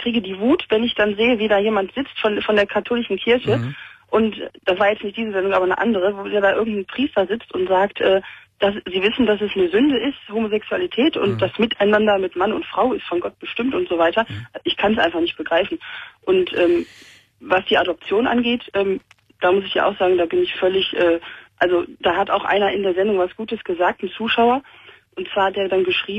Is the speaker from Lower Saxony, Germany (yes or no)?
no; Cologne, North Rhine-Westphalia, Germany; ich komme ja auch aus Köln